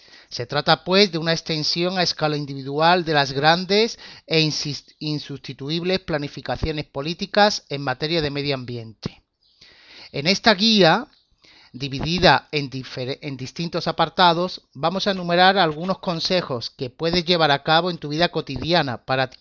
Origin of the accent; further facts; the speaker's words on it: Málaga, Andalusia, Spain; Soy de Málaga y gerente de una empresa de formación